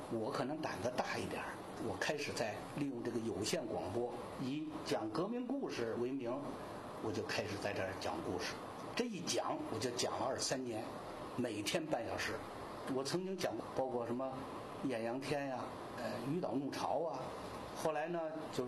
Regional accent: Nanhaizi, Beijing, China; 我是土生土长的南海子人，我们家那个老房就在东海的前2米的地方。我小时候就已经只有坡，就叫海墙坡，可也没有砖，都是土墙，

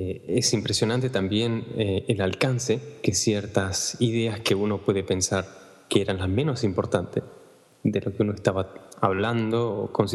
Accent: Argentina; moved away; desde hace más de 15 años, desde que salí de Argentina, idas y vueltas, y siempre estás extrañando a alguien o te falta algo

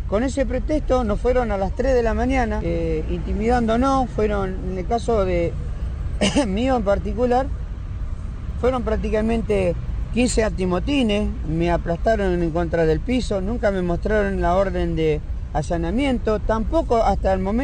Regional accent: Ushuaia, Tierra del Fuego, Argentina; Nosotros somos compañeros que venimos de la ciudad de Ushuaia

